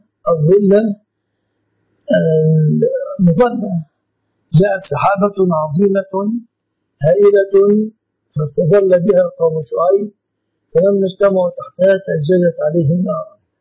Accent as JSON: {"language": "Arabic", "country": "Egypt", "said": "لأن الذهب في مصر في بلادنا مصر من الصداق"}